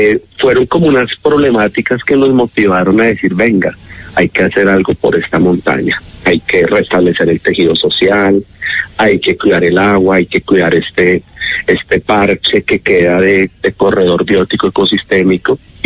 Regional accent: Bogotá, Colombia; now in Silvania, Colombia; No, yo soy de Bogotá, ya hijo adoptivo de Silvania desde hace 11 años. Llegué allí producto de esas causalidades de la vida, producto del conflicto armado

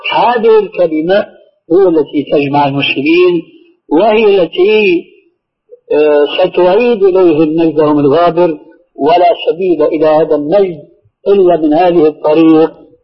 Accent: Syria; وإنما حركة على النظام العسكري الذي يعبر عنه عندنا في سوريا مكانك واضح

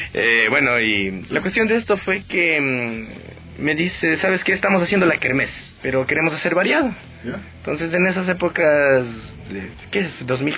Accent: Quito, Pichincha, Ecuador; Soy quiteño.

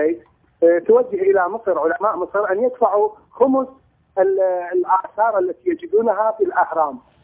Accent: Iraq; نحن عندنا في العراق أزمة ثقة بين الحكومة

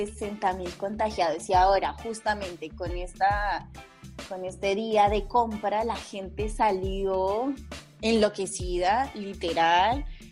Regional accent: Colombia; moved away; porque justamente somos migrantes, yo soy de Colombia

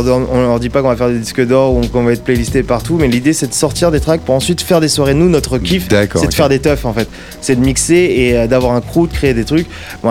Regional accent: Vitry, France; en gros moi je viens de Vitry et j'ai des amis

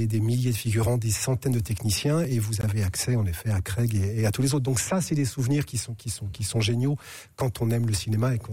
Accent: Charleville-Mézières, Grand Est, France; moi je suis des Ardennes, de Charleville-Mézières, donc dès le lycée, on avait monté avec des potes un ciné-club.

